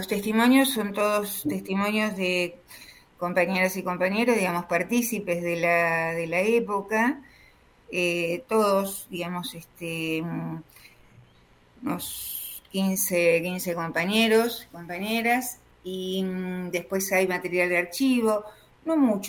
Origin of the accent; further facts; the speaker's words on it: Ingeniero White, Buenos Aires Province, Argentina; mi pueblo de origen. Mi pueblo de origen es Ingeniero Guay, el puerto de Bahía Blanca.